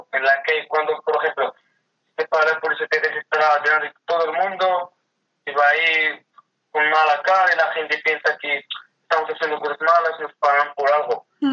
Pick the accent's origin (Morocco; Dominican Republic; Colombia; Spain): Morocco; Spanish is a second language; hay gente que en principio piensa que eres mala persona, y tal como es un marroquí